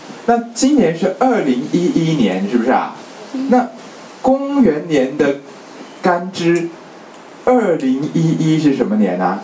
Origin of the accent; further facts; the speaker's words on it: China; 就是我们中国人的五行是土克水，对不对？